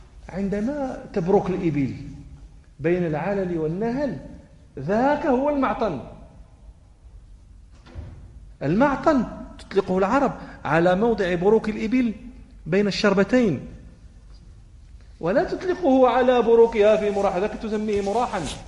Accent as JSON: {"language": "Arabic", "country": "Morocco", "said": "إحنا الإبل في المغرب، عندنا في الجنوب المغربي"}